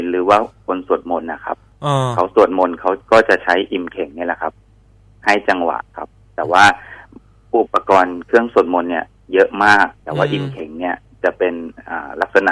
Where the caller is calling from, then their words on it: Salaya, Nakhon Pathom, Thailand; ตอนนี้อยู่แถวศาลายาครับ